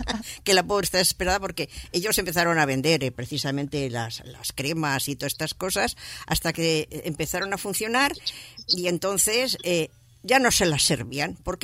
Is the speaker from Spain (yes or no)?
yes; Barcelona, Catalonia, Spain; born there; yo nací en Barcelona, ahí en la Plaza Cataluña, así, después de la posguerra